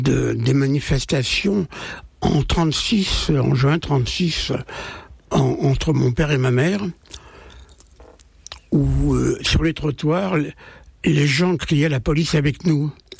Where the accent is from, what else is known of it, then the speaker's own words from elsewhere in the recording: Aubervilliers, Île-de-France, France; born there; On va faire vite. Hein. Je suis né au Aubervilliers